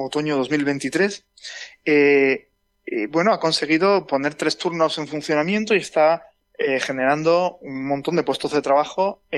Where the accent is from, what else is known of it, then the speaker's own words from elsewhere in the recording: Jaén, Andalusia, Spain; yo soy de Jaén y en Jaén había una industria automovilística